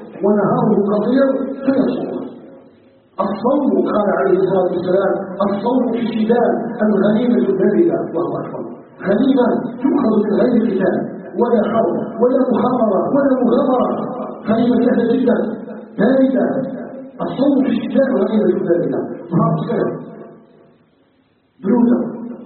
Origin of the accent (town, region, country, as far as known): Algeria